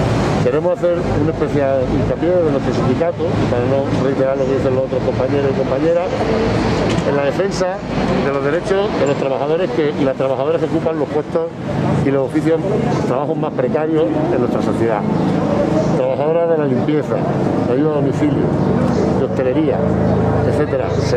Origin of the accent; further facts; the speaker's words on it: Granada, Andalusia, Spain; invitamos y llamamos a la clase trabajadora granadina, como andaluces, como granadinos